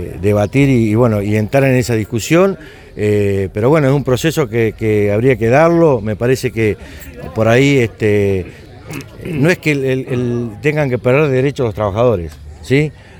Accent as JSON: {"language": "Spanish", "country": "Argentina", "said": "Yo quiero pensar como argentino de que esto se vaya dando"}